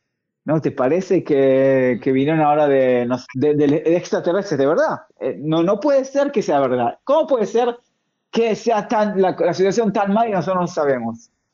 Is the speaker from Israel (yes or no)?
yes; Israel; Yo soy primero israelí y después periodista.